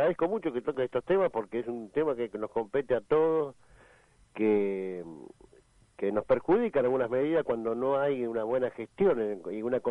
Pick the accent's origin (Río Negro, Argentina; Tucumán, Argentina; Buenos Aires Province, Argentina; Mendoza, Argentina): Buenos Aires Province, Argentina; Merlo; Acá, yo soy de Merlo, y acá en la zona oeste, la situación es pavorosa